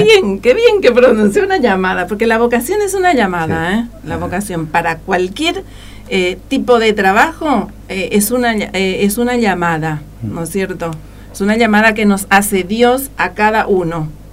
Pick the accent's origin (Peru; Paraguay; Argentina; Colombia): Paraguay; Coronel Oviedo, Caaguazú; born there; Yo nací en Coronel Oviedo, que es una bien sería en la región oriental, no sé, bien, bien estratégico, bien en el centro está. Es una ciudad que une todas las otras ciudades, por eso dice que está bien en el centro.